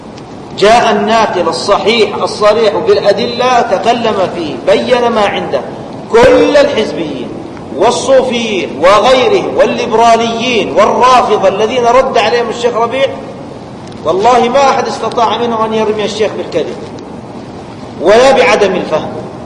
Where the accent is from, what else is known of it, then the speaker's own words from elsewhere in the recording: Saudi Arabia; الحوار الوطني هنا عندنا في السعودية